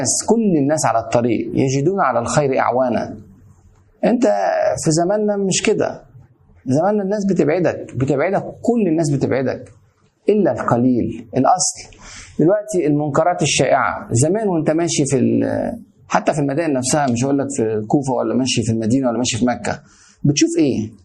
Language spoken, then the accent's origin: Arabic; Egypt; زي ما كان يقول عندنا في مصر اتعشت